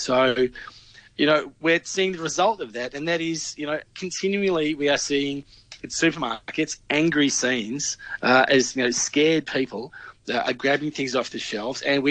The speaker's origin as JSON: {"language": "English", "region": "Victoria", "country": "Australia", "tie": "born or raised there", "said": "I mean, in my home state, Victoria, they declared a state of emergency."}